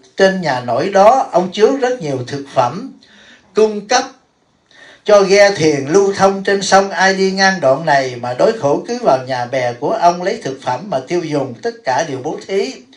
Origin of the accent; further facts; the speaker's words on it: Bửu Hòa, Đồng Nai, Vietnam; Tại sao tôi rành tại chùa Long Thiền? Tôi là ở xã Bửu Hòa mà tôi cũng là dân Bửu Hòa đó quý vị.